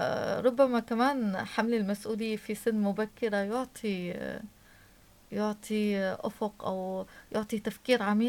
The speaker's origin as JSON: {"language": "Arabic", "town": "Homs", "region": "Homs Governorate", "country": "Syria", "tie": "born or raised there", "also_born_or_lived": "Damascus", "lives_now": "Tartus, Syria", "said": "أنني ولدت في دمشق، طفولتي ومراهقتي في حمص، وتخرجت والآن في طرطوس. فعشنا فيما في مع جميع أبناء سوريا."}